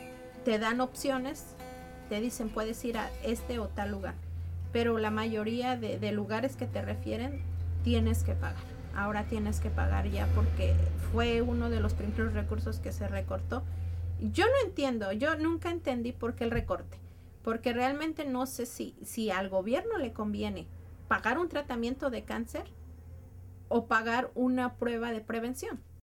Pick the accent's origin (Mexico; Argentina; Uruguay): Mexico; porque no nada más somos los mexicanos, sino somos toda la comunidad inmigrante, demasiado afectados.